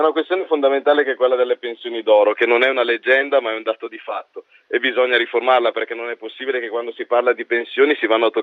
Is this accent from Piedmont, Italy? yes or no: no; Brescia, Lombardy, Italy; io parlo da bresciano, quindi da pragmatico anche doc